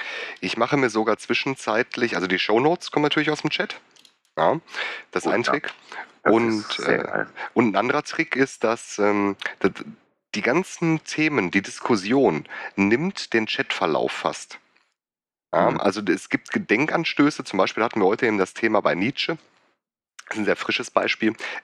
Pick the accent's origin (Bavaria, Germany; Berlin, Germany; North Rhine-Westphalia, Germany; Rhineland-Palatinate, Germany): North Rhine-Westphalia, Germany; Gelsenkirchen; Also ich komme ursprünglich eigentlich aus Gelsenkirchen.